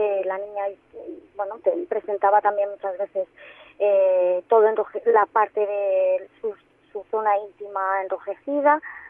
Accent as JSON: {"language": "Spanish", "town": "Barcelona", "region": "Catalonia", "country": "Spain", "said": "yo soy de Barcelona, me derivan a un hospital en Barcelona"}